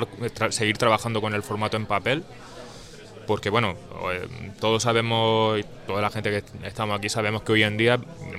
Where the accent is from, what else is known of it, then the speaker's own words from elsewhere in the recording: Jaén, Andalusia, Spain; yo particularmente soy de Jaén. Jaén es una zona de Andalucía predominantemente marxista a nivel histórico